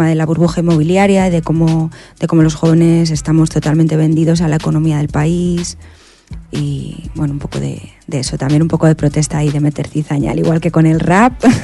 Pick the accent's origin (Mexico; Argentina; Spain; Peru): Spain; Guadalajara, Castilla-La Mancha; Ya que Enri y yo somos castellano-manchegos. Uno es de Toledo y yo soy de Guadalajara, como ya te he dicho.